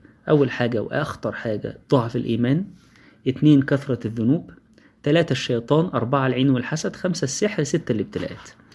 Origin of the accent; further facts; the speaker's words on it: Egypt; احنا كمصريين عندنا مشكلة،